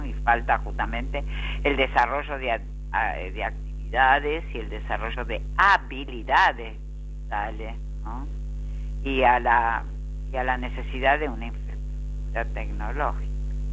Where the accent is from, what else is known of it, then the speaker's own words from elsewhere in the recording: Argentina; vamos a ver qué es lo que pasa con la pandemia, tanto en mi país, Argentina, como en el resto del mundo